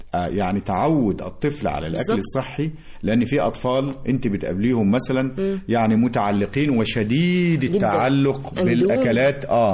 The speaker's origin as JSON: {"language": "Arabic", "country": "Egypt", "said": "بس احنا مصريين بنحب العيش"}